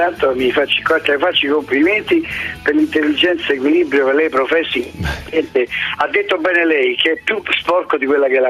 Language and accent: Italian; Rome, Lazio, Italy; anche se sono di Roma e nato a Roma